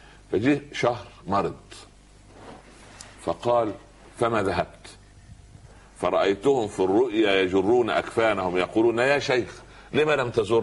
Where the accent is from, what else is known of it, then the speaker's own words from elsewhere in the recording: Upper Egypt, Egypt; يقول عندنا في الصعيد على القدر بورما